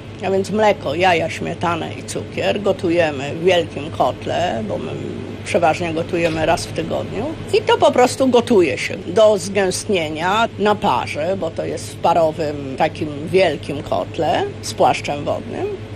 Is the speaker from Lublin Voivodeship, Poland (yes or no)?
yes; Zwierzyniec, Lublin Voivodeship, Poland; Pochodzimy z Roztocza, z pięknego zwierzyńca.